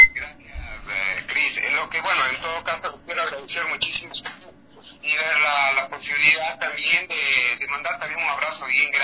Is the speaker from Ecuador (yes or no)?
yes; Quito, Pichincha, Ecuador; Yo realmente soy quiteño y agradezco muchísimo ser ecuatoriano